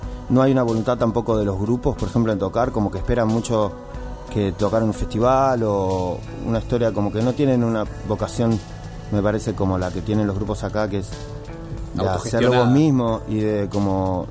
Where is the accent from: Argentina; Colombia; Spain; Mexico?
Argentina; yo soy argentino, yo soy argentina.